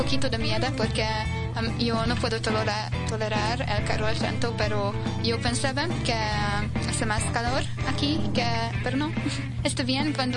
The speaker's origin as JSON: {"language": "Spanish", "region": "Budapest", "country": "Hungary", "second_language": "Spanish", "moved": "yes", "lives_now": "Mexico", "said": "De la capital, Budapest."}